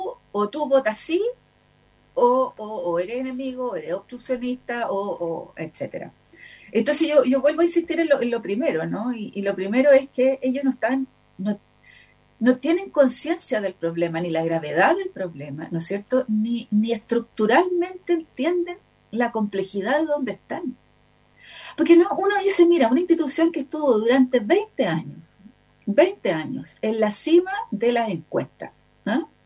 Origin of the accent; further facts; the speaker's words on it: Chile; yo no soy santiaguina, acuérdense de eso, entonces yo soy provinciana, entonces no soy santiaguina, me cuestan los nombres de las calles muchas veces.